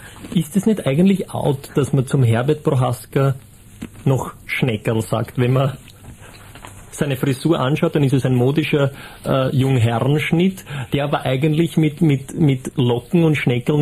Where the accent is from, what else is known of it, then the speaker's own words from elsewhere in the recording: Austria; was können wir als Österreicher davon lernen?